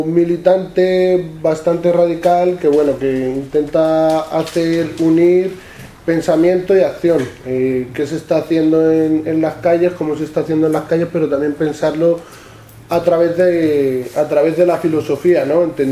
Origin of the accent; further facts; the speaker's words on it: Villafranca de los Caballeros, Castilla-La Mancha, Spain; Vengo de La Mancha, vengo de un pueblo chiquitito al sur de Toledo que se llama Villafranca de los Caballeros.